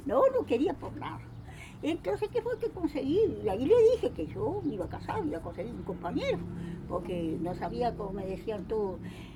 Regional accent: Uruguay; Yo nací en Isla Patrulla.

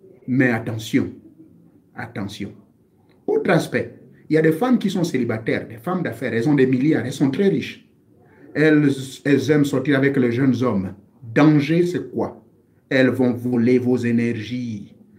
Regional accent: Lambaréné, Moyen-Ogooué, Gabon; Il existe une feuille qui existe chez moi à Lambaréné. Elle existe chez moi également du côté de mes parents maternels dans la zone de Ndougou, dans le Fer Navaz.

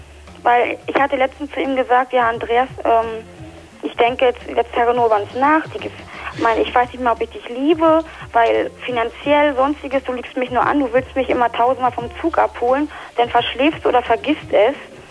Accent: Berlin, Germany; now in Dortmund, Germany; Ich schätze das mal auch, weil ich komme aus Berlin

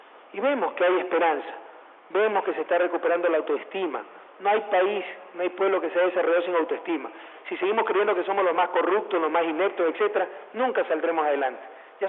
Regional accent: Ecuador; me he conocido en mi país palmo a palmo, pero siempre se descubre algo nuevo. Entonces, he descubierto el arroz de Macará

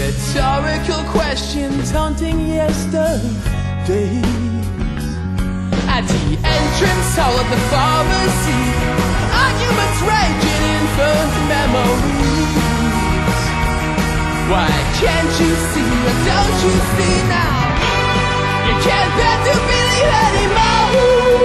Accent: Lisbon, Portugal; born there; moved away; porque nasci em Lisboa. Mas depois de muitos anos lá fora

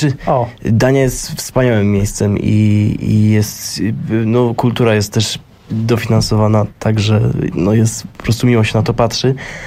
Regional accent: Poznań, Greater Poland Voivodeship, Poland; Generalnie jako, że wszyscy wywodzimy się z Poznania, wszyscy pochodzimy z Poznania

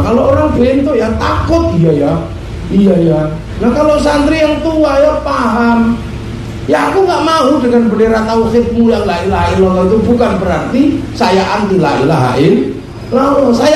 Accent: Yogyakarta, Special Region of Yogyakarta, Indonesia; Saya orang Jogja paham sekali di sana.

